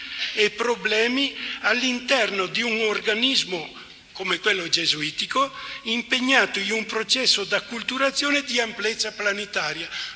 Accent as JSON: {"language": "Italian", "region": "Veneto", "country": "Italy", "said": "anch'io son veneto, quindi sono vicino anch'io alla Germania"}